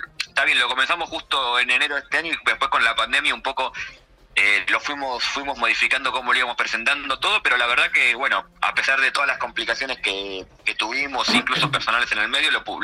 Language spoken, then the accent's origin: Spanish; Argentina; yo soy argentino, claro.